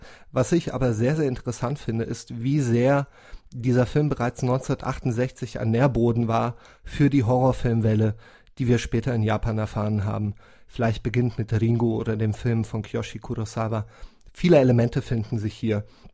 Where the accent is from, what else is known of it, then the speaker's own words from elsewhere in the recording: Germany; ich komme aus Deutschland und ein paar Kilometer weiter in Wien sitzt